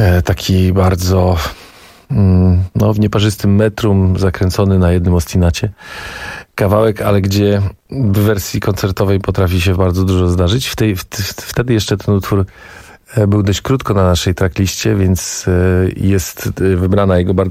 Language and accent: Polish; Gdańsk, Pomeranian Voivodeship, Poland; Ale ja się wychowałem w Gdańsku i większość twarzy i tych ludzi kojarzę.